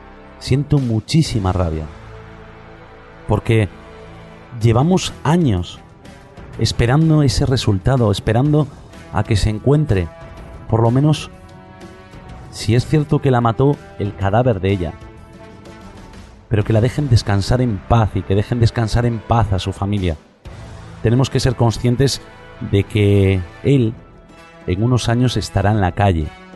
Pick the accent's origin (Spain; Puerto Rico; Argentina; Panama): Spain; expreso mi derecho como español a exigir